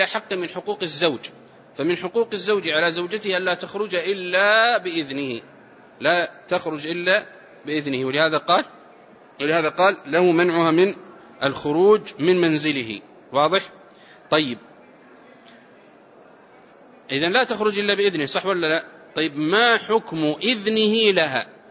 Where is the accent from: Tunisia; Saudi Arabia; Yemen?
Saudi Arabia; والعرف عندنا في السعودية المسكن الواحد والشقة بمرافقها